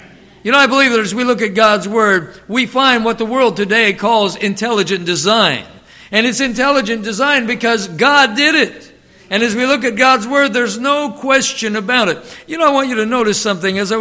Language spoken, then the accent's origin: English; Youngstown, Ohio, United States; also born or lived in Alliance; And so I grew up in Alliance and Youngstown and some of those places in Ohio.